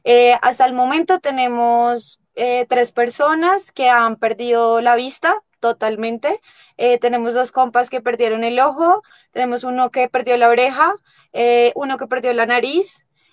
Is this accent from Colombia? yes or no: yes; Bogotá, Colombia; vengo, pues soy de Bogotá, nosotros estamos ubicados al suroccidente de Bogotá, en una localidad que se llama Kennedy, pero colinda con otra localidad del sur que se llama Bosa.